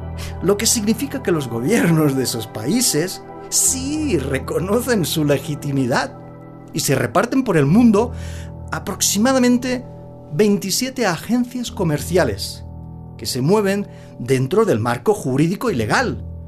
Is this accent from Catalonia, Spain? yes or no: yes; Barcelona, Catalonia, Spain; born there; Soy nacido en Barcelona y para muchos catalanes, Cataluña merece su independencia de la corona de España